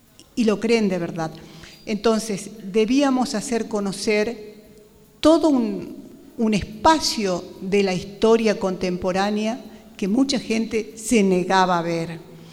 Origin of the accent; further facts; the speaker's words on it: Jujuy, Argentina; Yo soy de La Puna